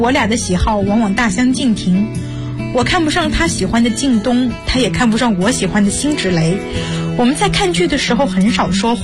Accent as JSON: {"language": "Chinese", "town": "Suzhou", "region": "Jiangsu", "country": "China", "said": "我来自江苏苏州，我就读于南京大学，距家226公里"}